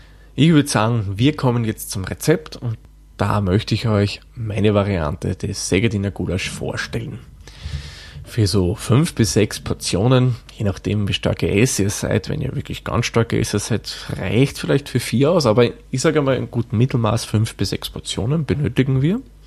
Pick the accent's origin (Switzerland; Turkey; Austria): Austria; Da serviert man aber jetzt nicht wie bei uns in Österreich die Salzerdäpfel dazu